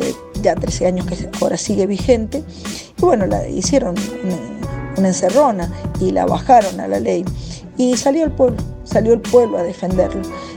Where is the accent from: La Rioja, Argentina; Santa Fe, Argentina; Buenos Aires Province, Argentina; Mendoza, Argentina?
Mendoza, Argentina; Bueno, contarles que Mendoza se volvió famosa porque tuvimos unas grandes puebladas en el mes de diciembre